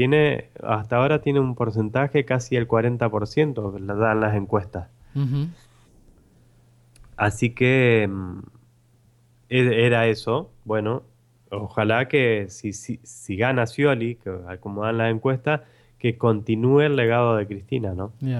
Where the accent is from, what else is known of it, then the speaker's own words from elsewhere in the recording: Argentina; Así que así somos los argentinos.